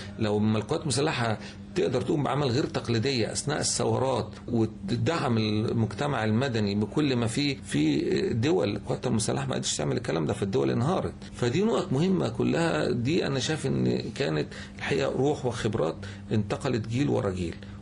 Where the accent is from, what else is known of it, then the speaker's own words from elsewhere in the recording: Egypt; دول مصريين وإحنا مصريين